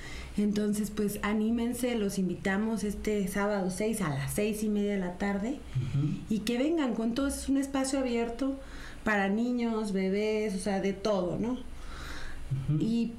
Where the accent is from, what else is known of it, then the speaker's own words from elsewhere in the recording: Veracruz, Mexico; y sobre todo más si somos veracruzanos.